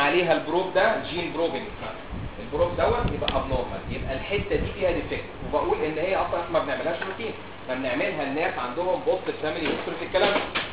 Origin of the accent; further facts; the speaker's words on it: Egypt; يعني عندنا في مصر، يعني اتكلم في مصر